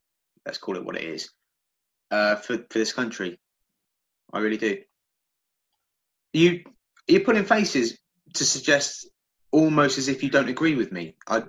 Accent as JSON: {"language": "English", "region": "England", "country": "United Kingdom", "said": "Yes, I will take this country by force because I'm fucking English and I do what I want."}